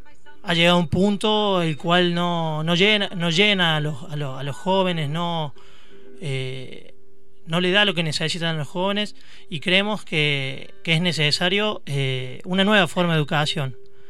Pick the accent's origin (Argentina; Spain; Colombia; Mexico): Argentina; Oncativo, Córdoba; vengo de Oncativo, te corrijo